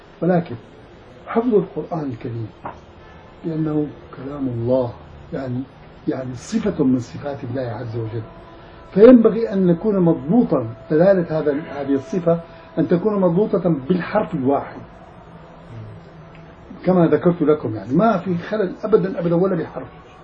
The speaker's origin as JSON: {"language": "Arabic", "town": "Damascus", "region": "Damascus Governorate", "country": "Syria", "said": "ففي الأخ تربى عندنا في دمشق يعني في مسجدنا وطلب العلم عندنا سنوات"}